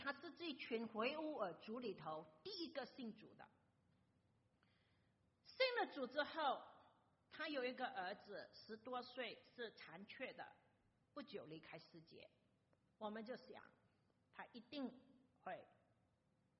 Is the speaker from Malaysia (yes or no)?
yes; Malaysia; 可能你们听我说普通话的时候也知道我不是中国人，不是中国来的中国人我是马来西亚来的中国人